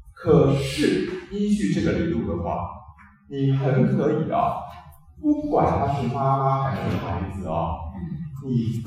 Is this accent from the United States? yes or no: no; Taiwan; 所以就以我一个台湾人的立场来讲啊，就因为我们的台湾中医大约还有这样的底子，